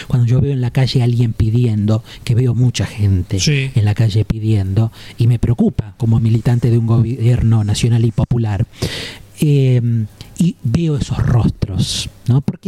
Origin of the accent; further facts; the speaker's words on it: Argentina; como los argentinos somos gritones, tampoco hay posibilidad de no escuchar